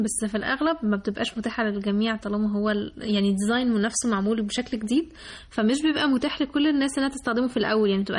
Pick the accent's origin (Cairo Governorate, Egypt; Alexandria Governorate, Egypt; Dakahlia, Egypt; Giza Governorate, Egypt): Alexandria Governorate, Egypt; Alexandria; بما اني من اسكندرية فانا بحب البحر